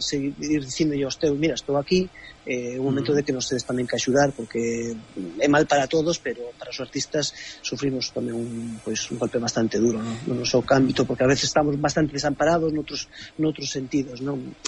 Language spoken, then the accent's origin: Galician; Galicia, Spain; Non somos galegos, eu considerome galego ante todo, non?